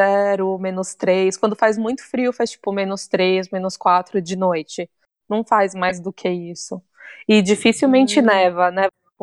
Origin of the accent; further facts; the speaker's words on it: São Paulo, Brazil; E eu cresci em São Paulo, então eu viajava mais para Pernambuco, São Paulo, Tietê, em Minas, mas nada muito longe.